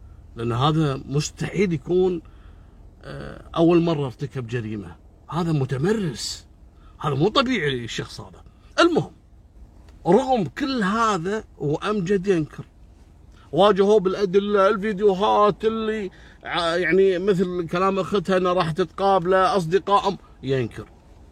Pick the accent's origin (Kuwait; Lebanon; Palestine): Kuwait; عندنا بالكويت